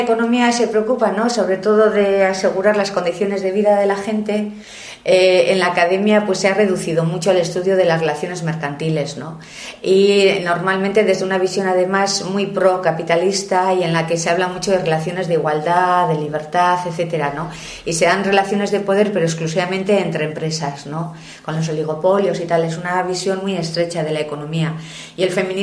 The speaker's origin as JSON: {"language": "Spanish", "town": "Sestao", "region": "Basque Country", "country": "Spain", "tie": "born there", "said": "yo nací en Sestao, que es un pueblecito que está aquí al lado de Bilbao, en una época muy industrial"}